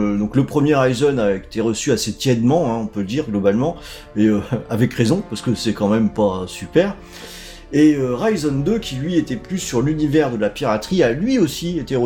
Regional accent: Brittany, France; Après tout, je suis breton, hein. Il va y avoir un truc dans les gènes qui ressort là de temps en temps.

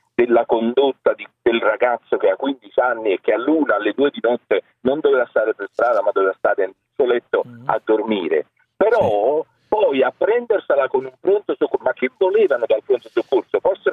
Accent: Naples, Campania, Italy; mi ha sconvolto come napoletano

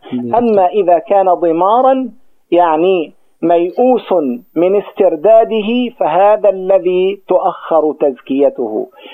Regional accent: Gaza, Gaza Strip, Palestine; عندنا في غزة خطأ جسيم

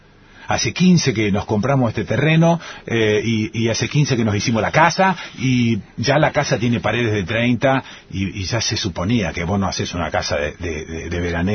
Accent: Rosario, Santa Fe, Argentina; A ver, vengo de Rosario, una ciudad, te diría, mafiosa.

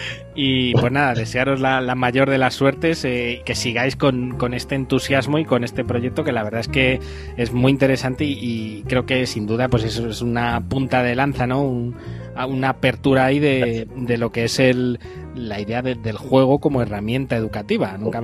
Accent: Spain; como somos de aquí de España

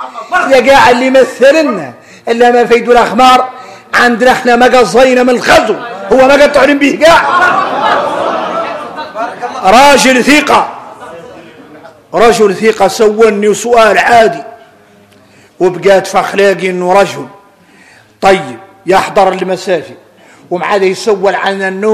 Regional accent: Mauritania; نحن موريتاني

